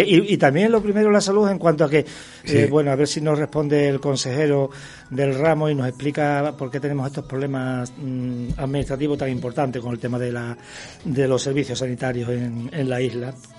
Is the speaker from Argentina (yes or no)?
no; Extremadura, Spain; fui para la península, para Badajoz, que como saben soy extremeño